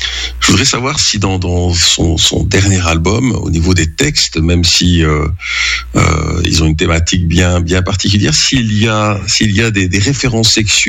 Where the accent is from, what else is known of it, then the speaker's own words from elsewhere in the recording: Wallonia, Belgium; also born or lived in Brussels; même si on a une grande proximité en tant que Belge, ben lui il est flamand, tandis que moi je suis wallon et bruxellois.